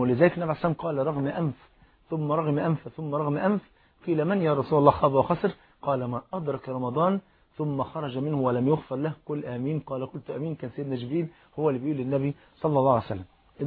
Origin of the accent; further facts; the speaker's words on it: Egypt; انت عارف الفول المدمس عندنا في مصر فرض عين